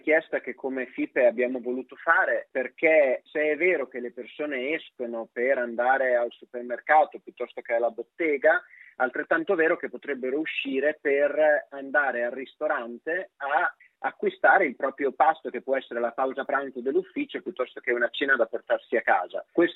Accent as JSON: {"language": "Italian", "town": "Naples", "region": "Campania", "country": "Italy", "said": "Io che sono napoletano e già conosco l'attitudine a sud di uso dell'auto privata"}